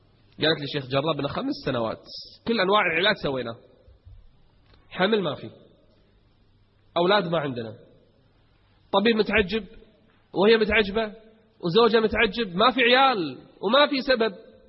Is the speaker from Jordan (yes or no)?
no; Kuwait; اليوم أكثر تجمع عندنا بالكويت حصل